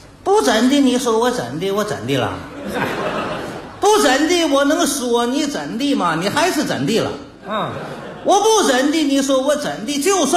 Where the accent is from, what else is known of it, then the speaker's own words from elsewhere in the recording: Northeast China, China; now in Harbin, China; 大家都知道我是东北的。